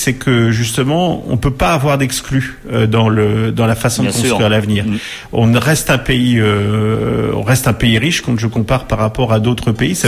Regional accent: Orléans, Centre-Val de Loire, France; Je suis natif d'Orléans, donc je ressens cette ville profondément et je l'aime

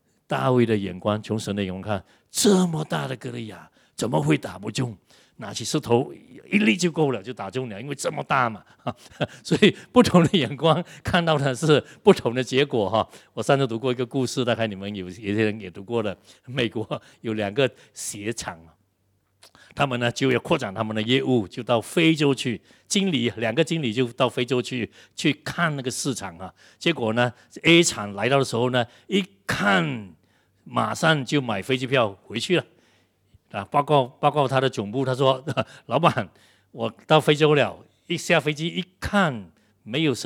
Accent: Malaysia; 人怎么人看到我们的国家，哎，真是充满了那种的黑暗的贪污各方面

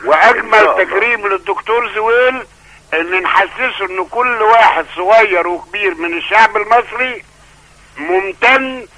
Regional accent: Gharbia, Egypt; now in Cairo, Egypt; انا من مصري مقيم في القاهرة ومن ابناء الغربية.

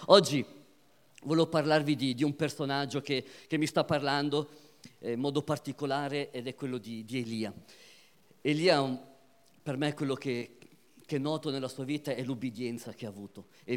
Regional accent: Switzerland; mio padre è di Matera, originario di Matera, mia mamma è di Catania, però io sono nato e vissuto in Svizzera e l'Italia comunque l'ho nel cuore

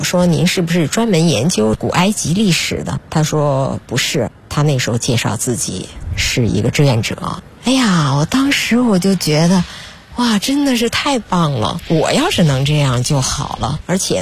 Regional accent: Beijing, China; 因为我觉得我从小是在北京长大的

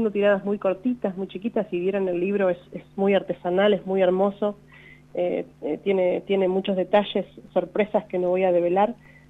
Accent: Quemú Quemú, La Pampa, Argentina; Bueno, soy yo de Quemuquemú, ¿viste?

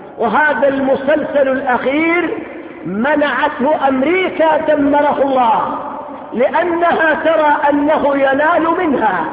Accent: Yemen; كذلك أيضا مما حصل عندنا في اليمن

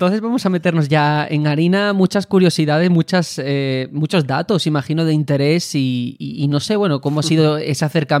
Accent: Andalusia, Spain; yo a lo mejor soy un mal andaluz

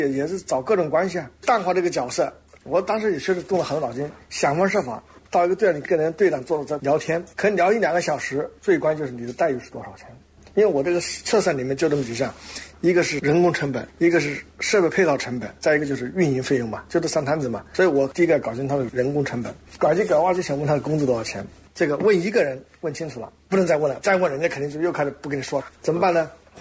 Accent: China

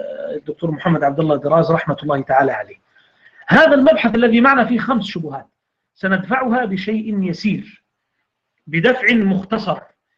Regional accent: Egypt; عندنا في مصر يقولون مثل

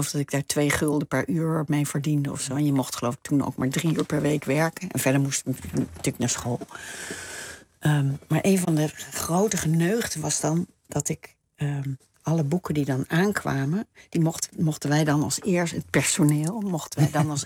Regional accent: Gelderland, Netherlands; Op de Veluwe. In een bos.

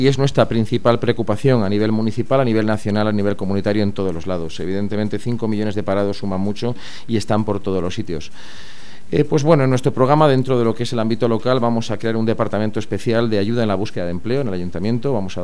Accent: León, Castile and León, Spain; Soy muy tenaz, soy de León, soy cazurro, no lo puedo evitar.

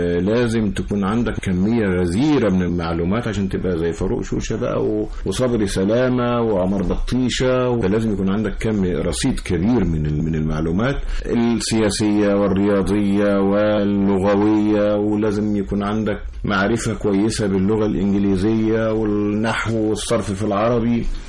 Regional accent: Egypt; وقريتنا قريبة من النيل، كنا نذهب إلى النيل أيضا نصطاد السمك

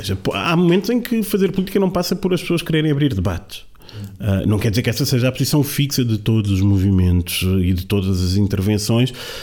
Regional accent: Lisbon, Portugal; como bom lisboeta

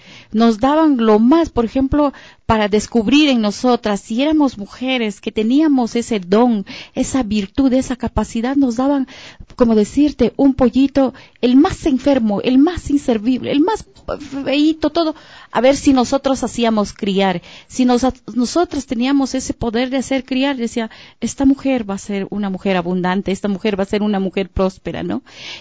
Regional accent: Uyuenza, Morona Santiago, Ecuador; yo nací en Sevilla, Don Bosco. Después, mis padres, al poco tiempo, porque vinieron desde Chinimbimi, Méndez, Morona, Santiago, se trasladaron a la comunidad Uyuenza, que significa agua de nutrias.

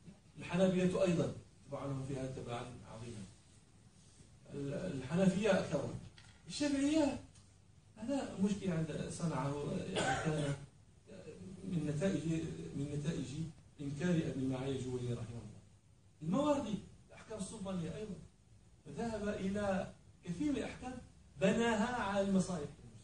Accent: Morocco; نحن عندنا في المغرب عنب

